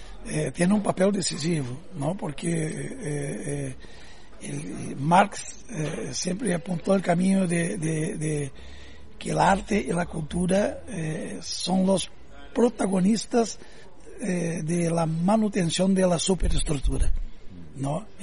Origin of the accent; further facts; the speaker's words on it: Brazil; Spanish is a second language; Y yo soy un trovador brasileño